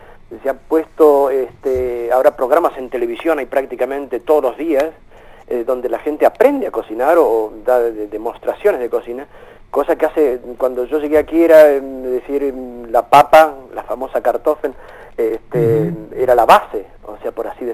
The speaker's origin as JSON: {"language": "Spanish", "country": "Argentina", "said": "yo, por ejemplo, no me embandero como argentino, sino me embandero más como latino."}